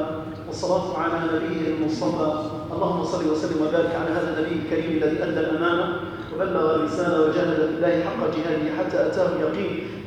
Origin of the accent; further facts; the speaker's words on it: Algeria; اللهم احفظ بلدنا الجزائر، اللهم أمن بلدنا الجزائر